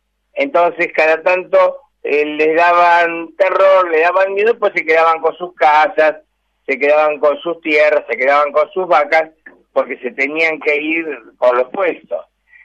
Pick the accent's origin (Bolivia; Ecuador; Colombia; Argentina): Argentina; Buenos Aires; Y yo de esto entiendo mucho porque me crié en Villa Crespo, ¿no?